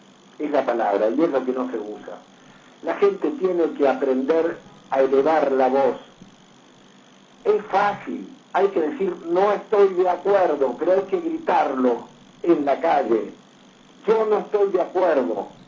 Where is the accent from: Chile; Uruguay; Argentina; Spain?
Argentina; Yo creo que a esta altura tenemos que decir, somos argentinos, todos somos iguales.